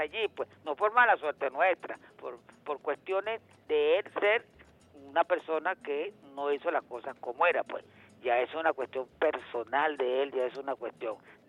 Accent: Venezuela; el orgullo de ser venezolano es llevar ante el mundo con orgullo el decir yo soy venezolano ante todo el mundo.

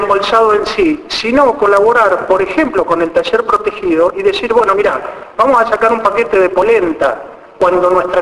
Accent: Alvear, Argentina; moved away; Yo soy de Alvear, he nacido en Alvear, por cuestiones fortuitas me fui a vivir a otro lado, pero mi raíz está en Alvear.

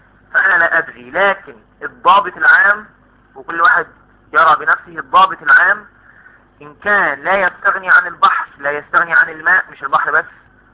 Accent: Egypt; طب انا من اهل مصر ما اعرفش البوزاق ده.

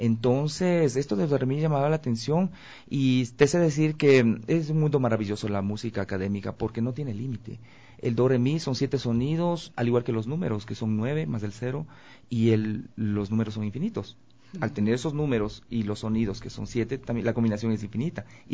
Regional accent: Conocoto, Pichincha, Ecuador; born there; Yo nací muy cerca de aquí, en el Valle de los Chillos, en Conocoto. Ah, ahí, en la propia casa mía.

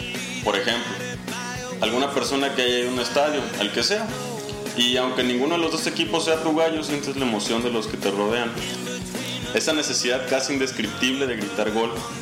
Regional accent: Mexico; Ciertamente esta identidad, pues, nos une, pues, nos identifica como mexicanos

